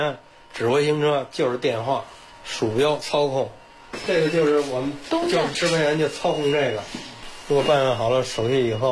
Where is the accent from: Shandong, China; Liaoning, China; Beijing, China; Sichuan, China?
Beijing, China; Qinglongqiao; born there; 这新站跟我的岁数一边大，62年，我就出生在这个火车站。